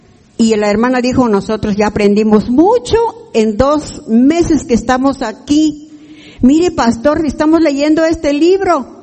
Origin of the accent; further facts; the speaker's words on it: Chahuite, Oaxaca, Mexico; porque venimos de Chahuite, Oaxaca, por el Istmo.